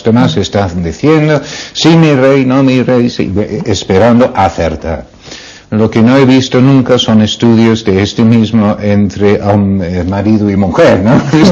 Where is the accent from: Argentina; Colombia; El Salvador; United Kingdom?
United Kingdom; Spanish is a second language; now in Spain; Cuando yo sigue siendo inglés, que ya no lo soy, ya soy español